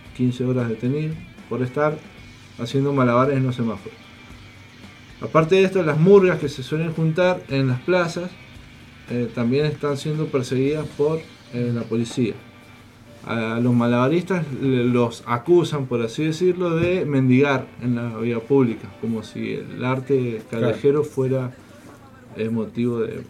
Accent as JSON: {"language": "Spanish", "region": "San Juan", "country": "Argentina", "said": "si somos los artistas sanjuaninos. Somos los actores culturales de la provincia"}